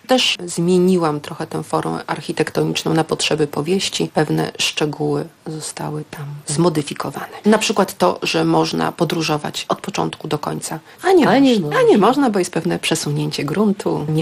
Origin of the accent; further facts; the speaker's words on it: Gdańsk, Pomeranian Voivodeship, Poland; ja dorastałam na Gdańskim Przymorzu i ta historia, którą opowiadam, to jest historia widziana z perspektywy falowca, dosłownie widziana z 10. piętra